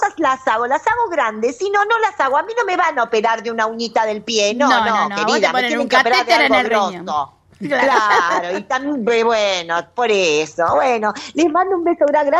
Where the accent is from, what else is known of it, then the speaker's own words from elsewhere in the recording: Mar del Plata, Buenos Aires Province, Argentina; born there; yo nací en Mar del Plata.